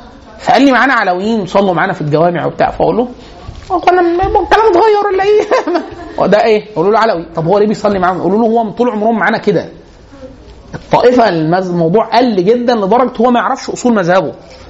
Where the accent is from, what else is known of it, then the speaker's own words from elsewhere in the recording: Egypt; عندنا في مصر